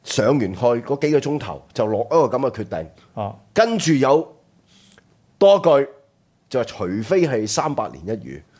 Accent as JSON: {"language": "Cantonese", "country": "Hong Kong", "said": "就話俾我哋香港人聽呢"}